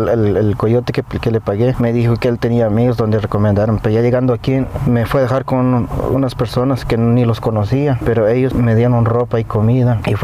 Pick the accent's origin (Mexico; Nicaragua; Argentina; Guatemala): Guatemala; now in United States; Pues en mi país pues está más difícil.